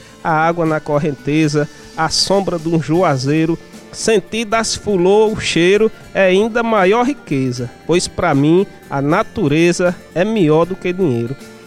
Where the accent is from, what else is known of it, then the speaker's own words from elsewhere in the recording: Crato, Ceará, Brazil; eu sou da cidade do Crato